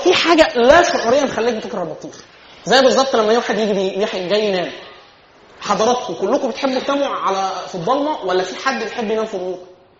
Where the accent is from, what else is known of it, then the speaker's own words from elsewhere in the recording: Egypt; في القفشات في القلش عندنا في مصر